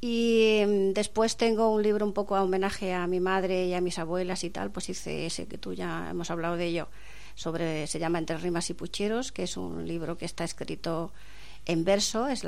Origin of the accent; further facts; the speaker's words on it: Montefrío, Andalusia, Spain; Yo procedo de un pueblo de Granada que se llamaba Montefrío.